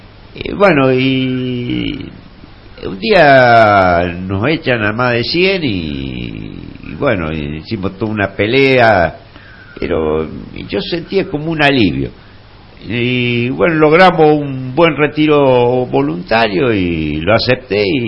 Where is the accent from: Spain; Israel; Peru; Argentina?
Argentina; La Pampa; also born or lived in Buenos Aires; Bueno, o sea, yo si bien soy nacido... en la ciudad de Buenos Aires soy de nacionalidad pampeano. Ya me crié en La Pampa, del año y medio estuve ahí, bueno, hice todo el secundario, después fui a estudiar arquitectura, que la terminé en Buenos Aires